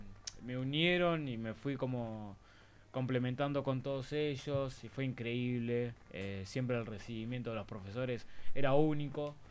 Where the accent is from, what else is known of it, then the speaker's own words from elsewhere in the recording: Uruguay; Yo soy uruguayo, ya muchos ya lo saben.